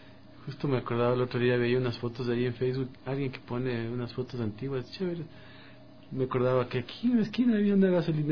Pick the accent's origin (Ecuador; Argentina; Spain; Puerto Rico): Ecuador; Quito, Pichincha; Yo vivía en la Vicentina, yo nací en la Vicentina, muy cerca de aquí, ¿no?